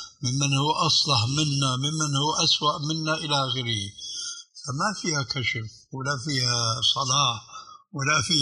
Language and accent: Arabic; Damascus, Damascus Governorate, Syria; وكيلة عندنا في دمشق